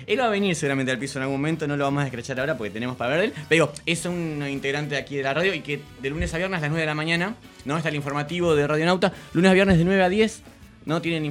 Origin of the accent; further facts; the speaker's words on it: Necochea, Buenos Aires Province, Argentina; Necochea.